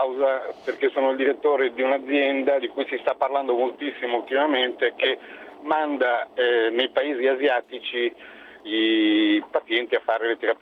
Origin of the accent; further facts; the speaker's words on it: Lugano, Ticino, Switzerland; Sono di Lugano, abito a Lugano, però avendo la compagna che abita a Milano faccio spesso avanti e indietro.